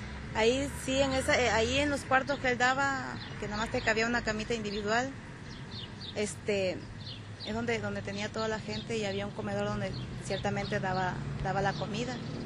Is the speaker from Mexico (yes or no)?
yes; Mexico; ni a un mexicano se le permite que es mexicano, que somos mexicanos. Yo desde los 12 años he trabajado.